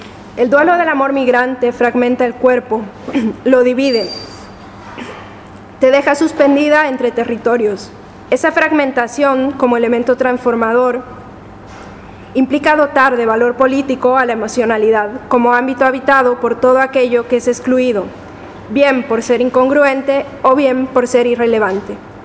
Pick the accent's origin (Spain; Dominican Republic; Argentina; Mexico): Mexico; Como mexicana, los colores importan, recuerdan a comida, a casa, a familia.